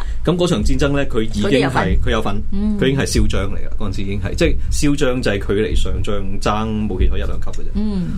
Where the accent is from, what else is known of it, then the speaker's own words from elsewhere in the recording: Hong Kong; 因为第一，我哋香港人本身冇香港嘅国旗